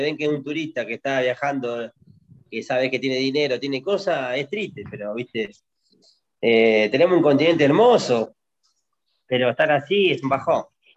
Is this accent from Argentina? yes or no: yes; Argentina; Argentina es hermoso, y tengo mi gente, y tengo mi pueblo